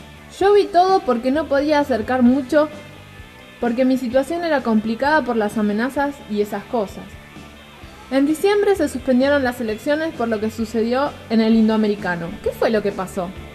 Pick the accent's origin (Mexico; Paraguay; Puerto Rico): Paraguay; Yo soy paraguaya.